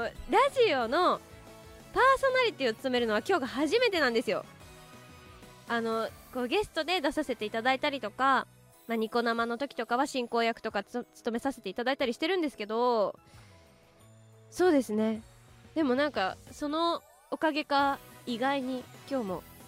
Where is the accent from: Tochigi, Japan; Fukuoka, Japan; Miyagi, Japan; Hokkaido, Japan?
Tochigi, Japan; also born or lived in Kanagawa; 22歳でございます。そしてですね、出身地が、生まれは神奈川なんですけど育ちが栃木で、高校1年生まで栃木に住んでてっていう感じなんですけど、まあ約10年大事な時期を栃木で過ごしましたので、栃木県出身ということにさせていただいてます。